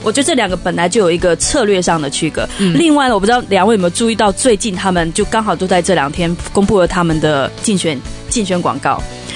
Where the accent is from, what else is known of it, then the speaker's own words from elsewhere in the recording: Taiwan; 我作为台湾人